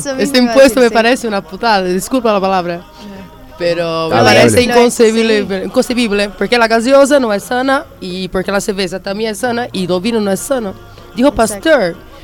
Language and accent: Spanish; Florianópolis, Santa Catarina, Brazil; Spanish is a second language; De verdad, soy de Brasil y ahí pasa lo mismo.